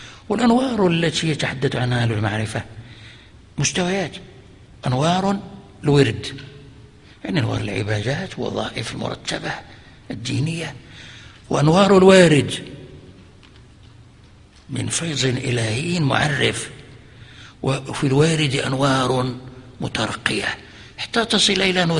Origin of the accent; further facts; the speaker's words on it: Fez, Fès-Meknès, Morocco; وكان عندنا في فاس